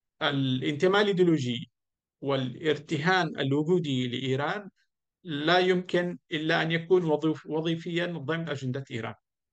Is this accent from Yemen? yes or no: yes; Taiz Governorate, Yemen; moved away; أشتاق لقريتي المعلقة في الجبال الشاهقة في الحجيرية في اليمن